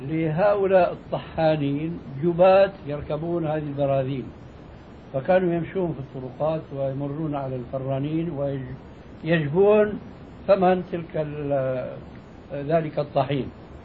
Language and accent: Arabic; Syria; وهذا كانوا إلى حد قريب عندنا في سوريا يمتطيه طبقة معينة من الناس